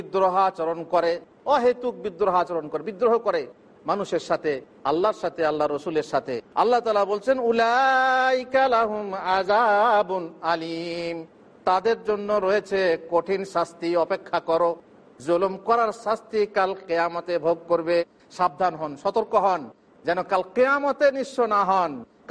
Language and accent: Bangla; Bardhaman, West Bengal, India; কোথায়? আমার এলাকা বর্ধমানে।